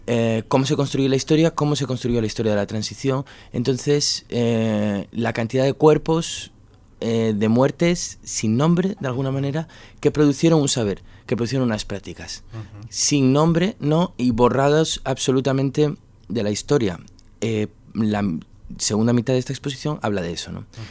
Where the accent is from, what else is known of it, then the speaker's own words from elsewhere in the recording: Gijón, Asturias, Spain; habla de Gijón. Yo soy de Gijón también.